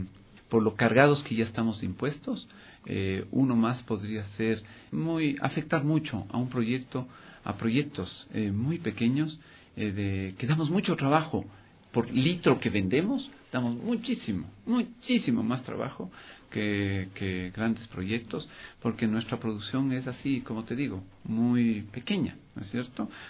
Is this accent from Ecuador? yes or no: yes; Ecuador; Y nosotros, como ecuatorianos, somos conscientes de que cuando hay que aportar, todos debemos aportar.